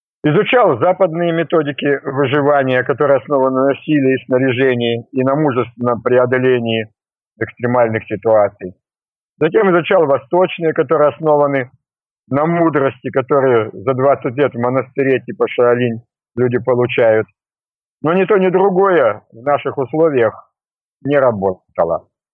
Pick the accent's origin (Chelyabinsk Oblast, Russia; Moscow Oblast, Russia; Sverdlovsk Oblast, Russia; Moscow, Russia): Sverdlovsk Oblast, Russia; Yekaterinburg; Я из Екатеринбурга, с Урала